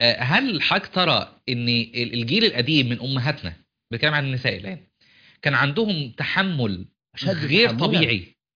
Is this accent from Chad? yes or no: no; Upper Egypt, Egypt; عندنا في الصعيد وفي الاقاليم الاخرى